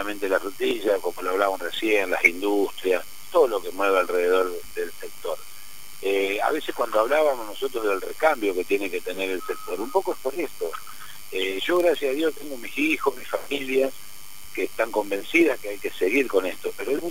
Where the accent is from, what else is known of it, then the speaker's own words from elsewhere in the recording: Coronda, Santa Fe, Argentina; porque somos de Coronda, todos sabemos cómo, quién es uno y quién es otro